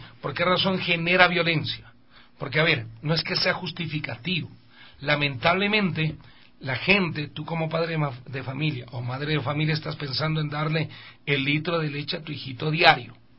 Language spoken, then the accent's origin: Spanish; Quito, Pichincha, Ecuador; Basta, no somos vos los ecuatorianos que vivimos en Quito.